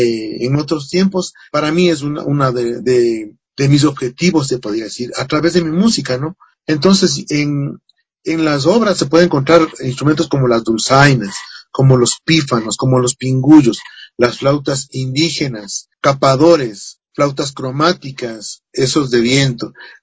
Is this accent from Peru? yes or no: no; Ecuador; pero nuestros instrumentos tradicionales como ecuatorianos se han ido perdiendo